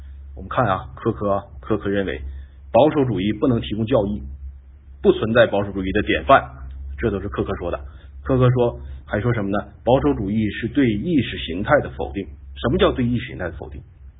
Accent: China; 外国的传统再好，对于我们中国人来说是陌生的

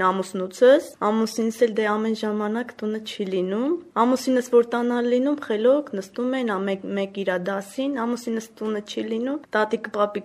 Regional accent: Martiros, Vayots Dzor, Armenia; ես Վայքից եմ, ամուսինս Տիգրանավանից, Մարտիրոս գյուղից եմ ես։

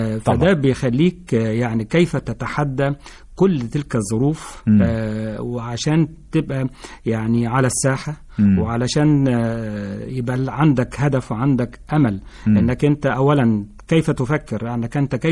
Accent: Sohag, Sohag Governorate, Egypt; احنا كان عندنا في سوهاج، وأنا من سوهاج،

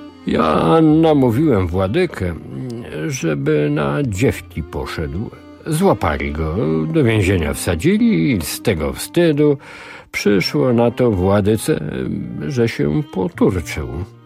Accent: Jerzmowice, Lesser Poland, Poland; also born or lived in Kraków; now in Illinois, United States; jak w moim Krakowie. 22 Fahrenheita, ale bardziej mojsze są moje Jerzmowice, blisko Krakowa, za którymi czasami tęsknię, pomimo że dopiero co minęło zaledwie 2 tygodnie, jak wróciłem z urlopu świątecznego w rodzinnych stronach.

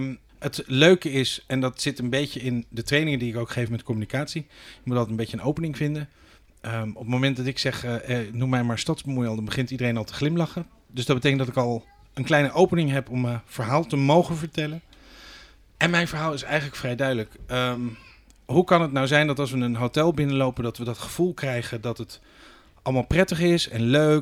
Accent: Leiden, South Holland, Netherlands; now in Rotterdam, Netherlands; ik ben een geadopteerde Rotterdammer. Ik ben geboren en getogen in Leiden. Vervolgens heb ik een tijdje in die andere grote stad in Nederland gewoond.

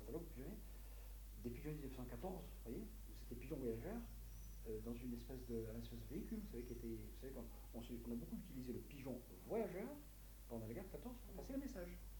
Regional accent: Algeria; Je suis originaire d'Algérie.

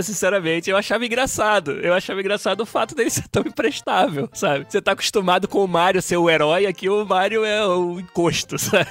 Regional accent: Brazil; Toda vez que eu vou ao Brasil, volto lá pra minha cidade natal

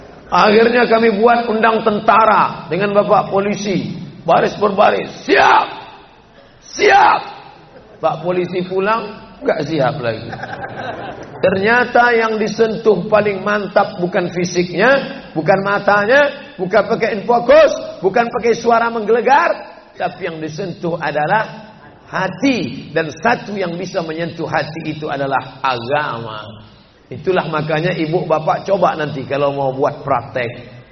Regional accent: Sumatra, Indonesia; Padahal dia dari Jawa, saya dari Sumatera.

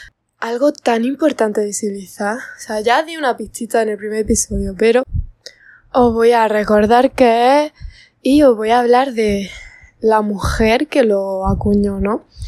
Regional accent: Andalusia, Spain; pongo a Andalucía de referencia porque soy de Andalucía

